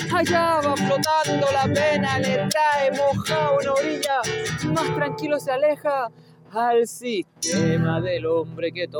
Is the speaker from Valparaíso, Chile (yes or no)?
yes; Valparaíso, Chile; now in Maule, Chile; soy oriundo del Valle de la Aconcagua, ahora ando vacilando por aquí por Maule